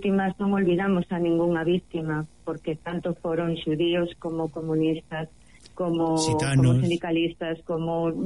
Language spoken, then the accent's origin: Galician; Lugo, Galicia, Spain; son de Lugo